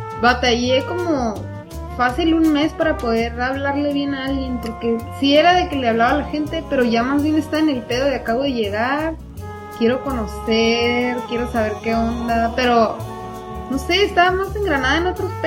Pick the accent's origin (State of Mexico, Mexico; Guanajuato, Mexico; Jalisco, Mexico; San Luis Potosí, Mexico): San Luis Potosí, Mexico; y yo, soy de San Luis, gracias, no conozco a nadie acá de todo el mundo.